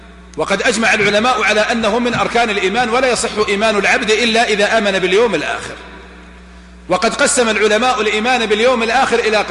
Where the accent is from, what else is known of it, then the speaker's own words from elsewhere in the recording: Najd, Saudi Arabia; ولا عندنا في نجد